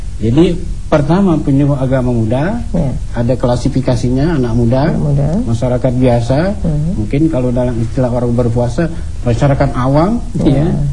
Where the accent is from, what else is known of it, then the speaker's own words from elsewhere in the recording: Central Kalimantan, Indonesia; atau di daerah saya di Kalimantan Tengah